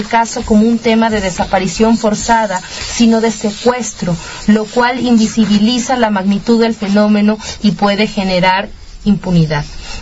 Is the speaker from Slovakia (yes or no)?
no; Mexico; nuestra vulnerabilidad como ciudadanos mexicanos